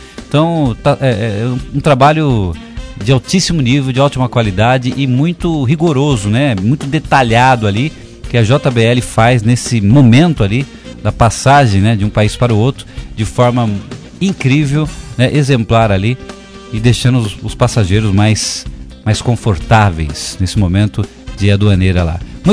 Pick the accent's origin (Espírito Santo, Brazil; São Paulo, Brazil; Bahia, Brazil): São Paulo, Brazil; Sou de São Paulo.